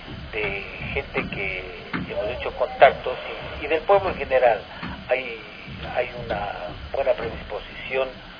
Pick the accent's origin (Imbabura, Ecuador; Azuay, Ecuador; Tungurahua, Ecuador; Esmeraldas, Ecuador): Tungurahua, Ecuador; Ambato; No, yo soy de Ambato.